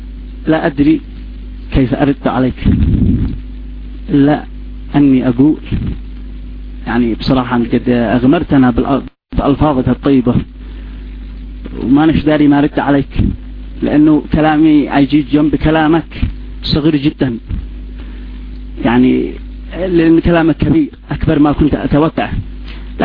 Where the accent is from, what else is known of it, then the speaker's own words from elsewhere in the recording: Sanaa, Yemen; مش لأني ابن صنعاء لا، بس لأجل أننا تربيت في صنعاء وتربتي تربة صنعاني، ولذلك تأقلمت لهجتي